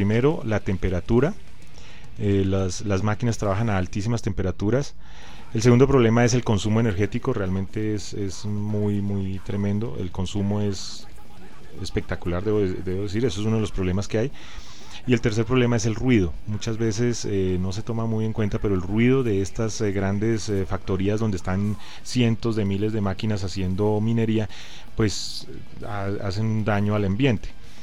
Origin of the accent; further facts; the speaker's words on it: Colombia; lamento decirlo, yo soy colombiano, pero allá consumimos la gasolina de Venezuela a precios muy bajos